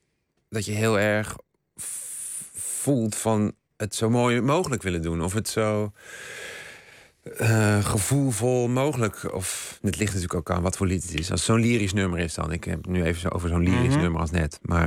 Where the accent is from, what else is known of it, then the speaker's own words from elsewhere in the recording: Eindhoven, North Brabant, Netherlands; Ik kwam uit Eindhoven, dus daar had je nog een hoop.